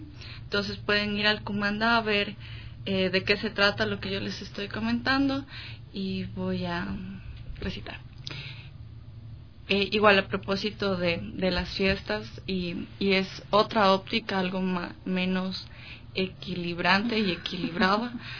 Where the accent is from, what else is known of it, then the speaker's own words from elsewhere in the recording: Quito, Pichincha, Ecuador; Sí, soy quiteña.